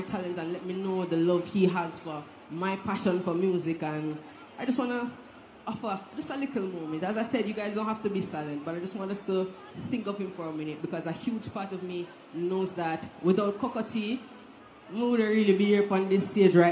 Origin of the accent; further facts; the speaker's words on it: Jamaica; my very first time outside of performing in my home country, Jamaica, was very much here on the Rotterdam stage.